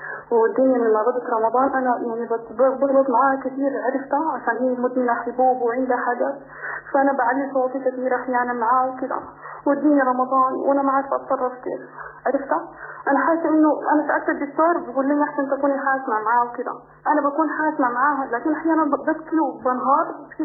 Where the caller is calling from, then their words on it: Sudan; لانه في السعودية وإحنا في السودان